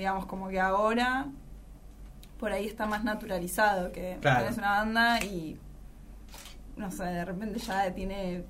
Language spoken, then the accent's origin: Spanish; Buenos Aires, Argentina; born there; En realidad nací en un hospital en Recoleta.